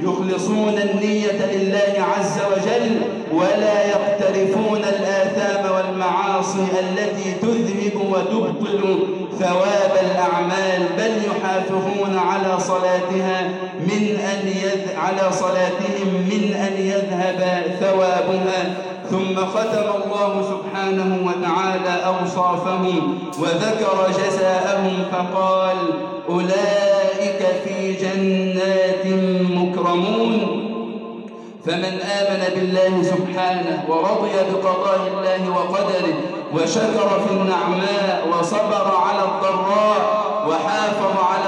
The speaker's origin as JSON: {"language": "Arabic", "country": "Egypt", "said": "اللهم اجعل بلدنا مصر أمناً أماناً"}